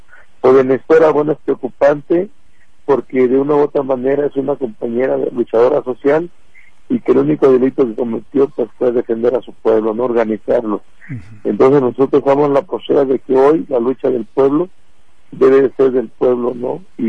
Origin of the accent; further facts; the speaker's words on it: Mexico; como mexicanos tenemos derecho a libre tránsito por todo nuestro país